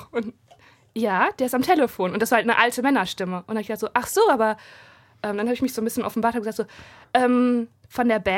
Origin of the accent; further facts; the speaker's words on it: Dinslaken, North Rhine-Westphalia, Germany; Also ich komme aus Dienstlaken